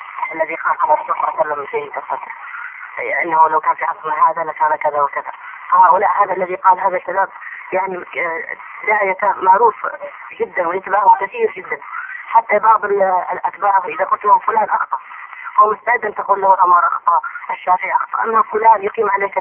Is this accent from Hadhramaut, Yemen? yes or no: yes; Hadhramaut, Yemen; عندنا في حضرموت في كل بلية